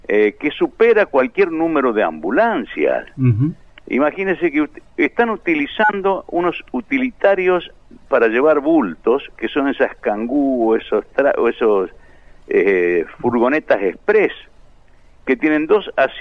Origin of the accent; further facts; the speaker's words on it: Argentina; Yo creo que no somos animales, somos dignos argentinos, como cualquiera.